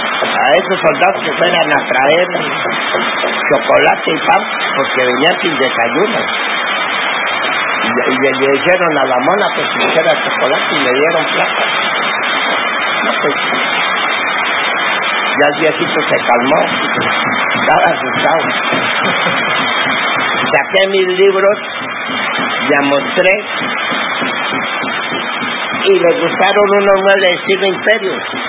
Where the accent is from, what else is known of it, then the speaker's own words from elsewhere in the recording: La Guajira, Colombia; Yo vengo de La Guajira